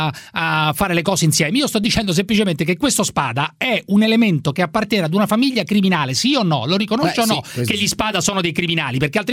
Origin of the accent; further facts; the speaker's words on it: Sicily, Italy; Ma io sono cresciuto in Sicilia